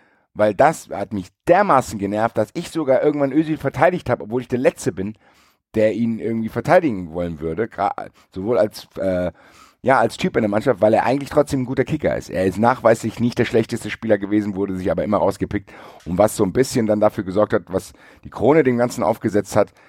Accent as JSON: {"language": "German", "town": "Frankfurt", "region": "Hesse", "country": "Germany", "said": "worauf ich als Frankfurter als Recht gar keinen Bock habe"}